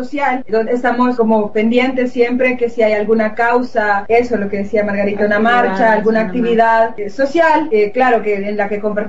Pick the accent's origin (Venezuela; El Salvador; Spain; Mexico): El Salvador; Pues somos de El Salvador.